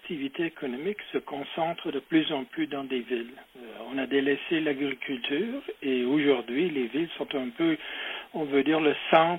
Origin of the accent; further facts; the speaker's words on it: Quebec, Canada; chez nous au Québec.